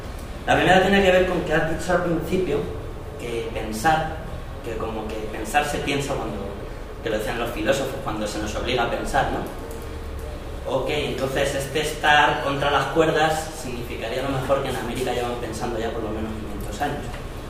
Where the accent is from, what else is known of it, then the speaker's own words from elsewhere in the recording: Madrid, Community of Madrid, Spain; Yo soy de Madrid, tengo una historia medio rara. Soy de Madrid, estuve en el movimiento Ocupa mucho tiempo. Me fui a estudiar a Andalucía